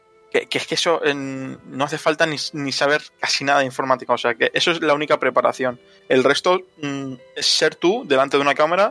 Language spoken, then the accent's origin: Spanish; Spain; eso lo hatean porque somos españoles y es el deporte nacional